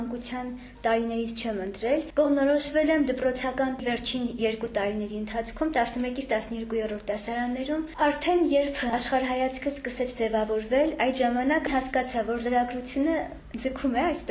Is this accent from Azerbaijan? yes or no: yes; Ukhtadzor, Nagorno-Karabakh, Azerbaijan; Ոչ, ես Հադրութից եմ, Հադրութի շրջանի Ուխտաձոր գյուղից։